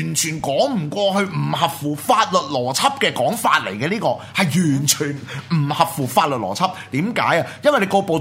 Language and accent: Cantonese; Hong Kong; hea 鳩我哋香港人